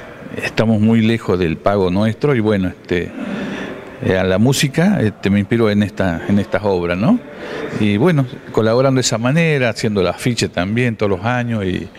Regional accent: Jujuy, Argentina; moved away; Yo soy del norte de Jujuy, hijo de boliviano, y allá es una sola cultura

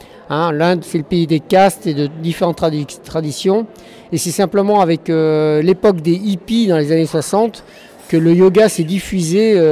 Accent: France; des Pyrénées, ma mère était de Grenoble, des Alpes, voilà, je suis complètement français malgré que j'ai beaucoup voyagé.

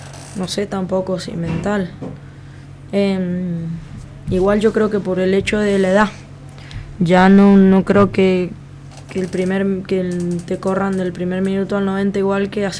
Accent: Argentina; te dicen que por qué somos así los argentinos con los jugadores

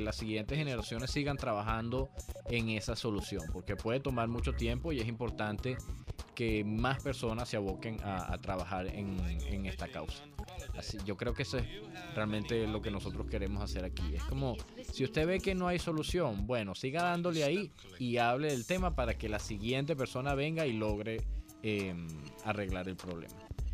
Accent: Venezuela; Así que nosotros como venezolanos tenemos que tener mucho cuidado

